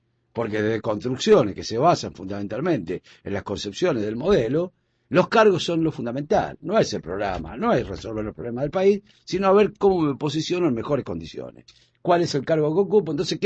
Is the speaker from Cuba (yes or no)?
no; Junín, Buenos Aires Province, Argentina; yo porque soy de Junín, y entonces, bueno, casi todos los fines de semana termino.